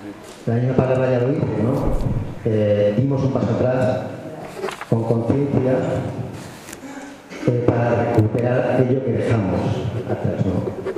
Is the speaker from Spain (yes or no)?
yes; Aragon, Spain; vengo del Pirineo Central, de la provincia de Huesca. Soy de una comarca, de la comarca de Solarbe, cerca del Parque Nacional de Olivos.